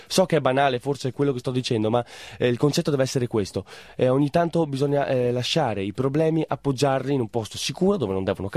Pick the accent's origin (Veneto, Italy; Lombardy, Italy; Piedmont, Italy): Veneto, Italy; San Biagio di Callalta; io sono originario dal paese di San Biagio di Callalta